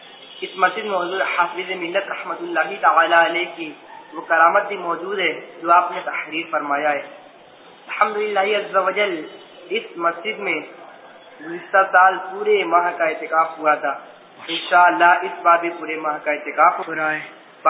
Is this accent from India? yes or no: yes; Mubarakpur, Uttar Pradesh, India; میرا گھر مبارک پور میں ہے